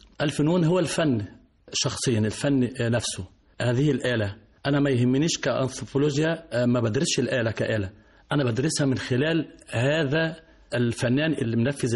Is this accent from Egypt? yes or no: yes; Egypt; عندنا في مصر تكثر استخدام الآلات الموسيقية